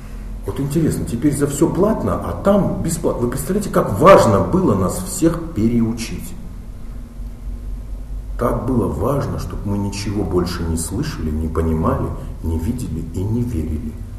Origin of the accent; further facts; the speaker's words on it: Buryatia, Russia; А как же я бурят? Мухар Шибирь, Хара Шибирь. Я могу, я там жил, я...